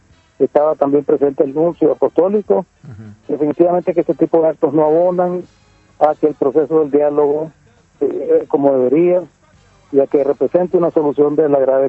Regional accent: Nicaragua; Y como nicaragüenses, si creemos en que la paz se construye a partir de la justicia

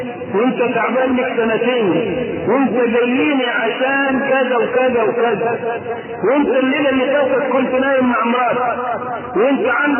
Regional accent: Egypt; ولذلك ما عندنا في مصر لا تجيء في بقية دول العالم

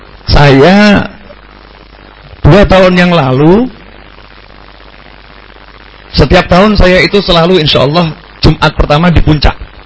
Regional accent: Solo, Central Java, Indonesia; Saya orang Solo ngomong tuh, Pak.

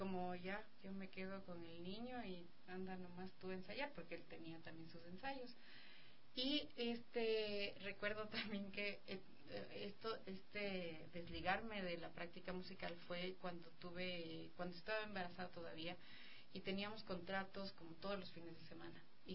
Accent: Cotacachi, Imbabura, Ecuador; now in Quito, Ecuador; Los dos somos de Cotacachi y vinimos acá en busca de un camino. Bueno, yo siempre quise venir a vivir a Quito

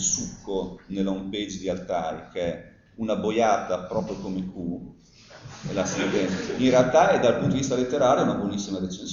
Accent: Bologna, Emilia-Romagna, Italy; siamo delle piccole glorie in quella fatiscente città, quindi siamo bolognesi, no?

